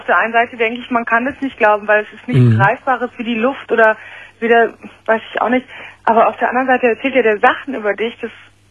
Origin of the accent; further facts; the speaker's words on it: Northern Germany, Germany; Und ich bin auch aus Norddeutschland runtergezogen.